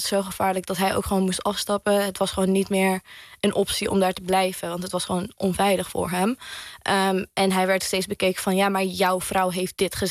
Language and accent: Dutch; Syria; de goede momenten die wij als mensen, als Syriërs hebben gehad in onze nieuwe landen. Maar ook in onze thuisland en onze moederland.